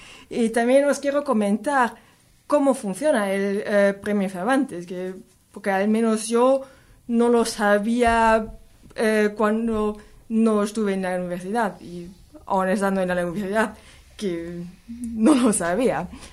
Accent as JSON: {"language": "Spanish", "country": "Germany", "said": "como somos de Alemania, no es una cosa tan inmanente, no lo tenemos tan cerca."}